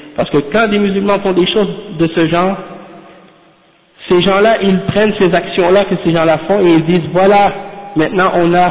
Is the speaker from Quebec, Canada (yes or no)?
yes; Quebec, Canada; Qui les pompe, hein, comme on dit chez nous, au Québec, hein